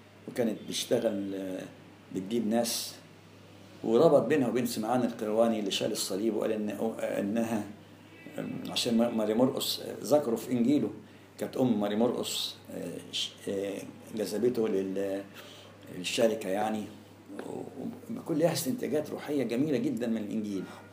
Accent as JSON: {"language": "Arabic", "town": "Alexandria", "region": "Alexandria Governorate", "country": "Egypt", "said": "أنا كنت الوحيد من اسكندرية جالي أمر تكليف في المنطقة دي،"}